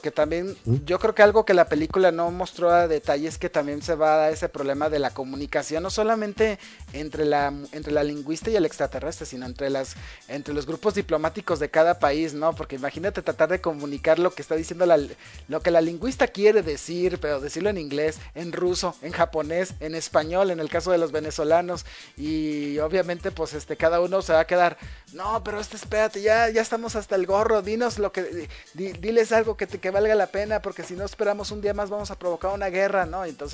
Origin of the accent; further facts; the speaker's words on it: Mexico; hasta uno como mexicano dices, pues es la triste realidad